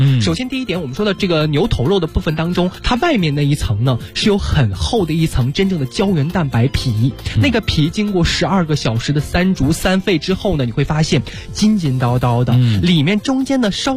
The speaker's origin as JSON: {"language": "Chinese", "region": "Inner Mongolia", "country": "China", "said": "其实我自己是内蒙人"}